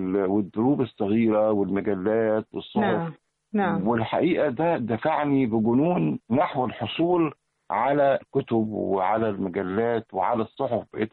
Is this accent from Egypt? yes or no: yes; Egypt; احنا مصريين ولا عرب ولا فراعنة ولا احنا كل دول على بعض